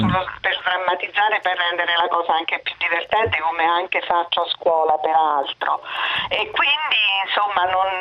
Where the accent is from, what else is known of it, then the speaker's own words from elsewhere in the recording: Marche, Italy; Io sono marchigiana